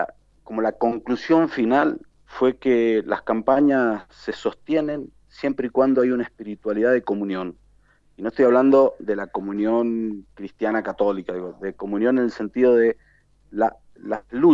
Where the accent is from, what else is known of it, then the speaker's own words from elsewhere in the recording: Argentina; lo que somos los argentinos, que hay gente de Catamarca, gente del sur, de Chubut, de Mendoza